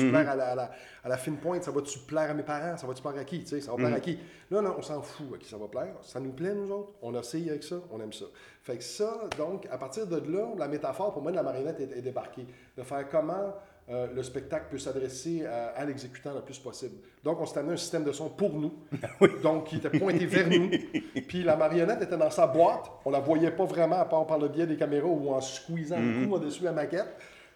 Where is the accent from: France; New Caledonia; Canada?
Canada; Montreal, Quebec; Je suis Montréalais très assumé, puis je suis très il y a beaucoup d'anglicisme dans mon langage.